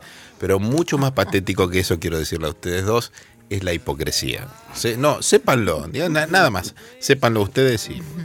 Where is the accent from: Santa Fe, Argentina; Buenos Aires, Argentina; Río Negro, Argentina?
Buenos Aires, Argentina; yo soy de Parque Chas, ella es vecina.